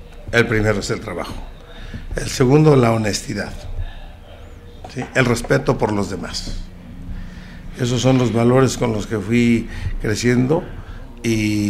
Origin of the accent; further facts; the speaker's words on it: Tlajomulco, Jalisco, Mexico; soy gente de campo, orgullosamente. Soy de Tlajomulco